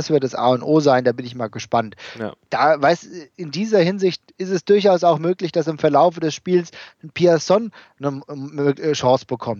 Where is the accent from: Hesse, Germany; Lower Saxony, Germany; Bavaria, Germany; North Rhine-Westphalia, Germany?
Hesse, Germany; die leider verstorbene Studentin aus Gelnhausen, …, wir kommen da ja aus der Gegend her